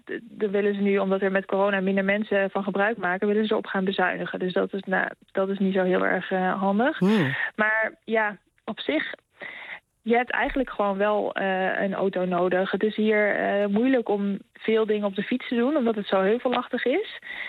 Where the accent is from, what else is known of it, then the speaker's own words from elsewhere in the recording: Netherlands; now in Norway; wij zijn natuurlijk gewoon niet gewend om zo lang in de auto te zitten voordat je ergens bent. Daar moesten wij hier wel aan wennen.